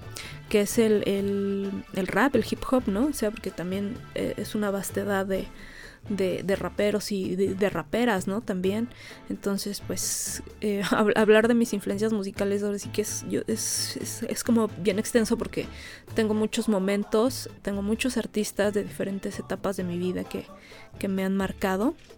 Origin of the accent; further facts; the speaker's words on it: Ecatepec, State of Mexico, Mexico; yo vivo en la periferia, yo soy de Catepec